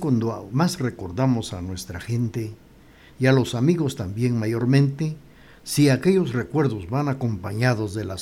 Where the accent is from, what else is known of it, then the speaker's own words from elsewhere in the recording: Guatemala; recordar que somos guatemaltecos y que celebramos también un aniversario más de nuestra independencia nacional